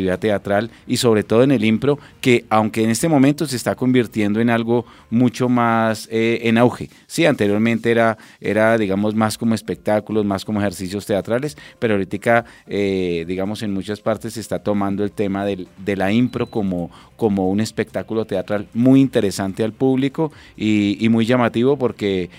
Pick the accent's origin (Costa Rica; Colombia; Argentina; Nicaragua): Colombia; lo que nos divide, pero también sobre lo que nos une como colombianos.